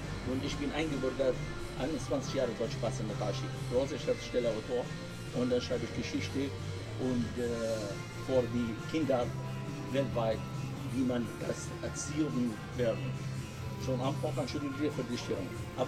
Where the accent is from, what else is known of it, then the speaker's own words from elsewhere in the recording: Lebanon; German is a second language; now in Berlin, Germany; Ich bin eine Libanese aus Libanon, seit 33 Jahren lebe ich hier.